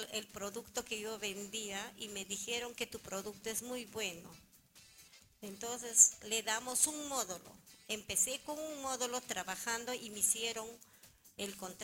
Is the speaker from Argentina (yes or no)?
no; Huaraz, Ancash, Peru; Yo soy de Huaraz.